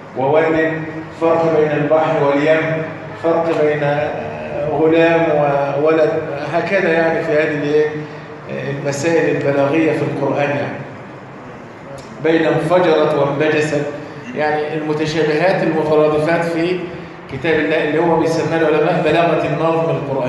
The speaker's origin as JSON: {"language": "Arabic", "country": "Egypt", "said": "يعني بنسميها عندنا في مصر الإيه؟ الحانوتي."}